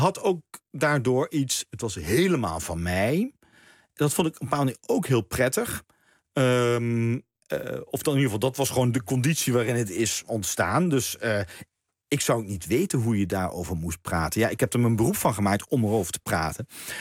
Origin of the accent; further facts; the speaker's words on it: Maastricht, Limburg, Netherlands; En toen kwam er in Maastricht, waar ik vandaan kwam, ja, daar had je natuurlijk geen eigen balletgezelschap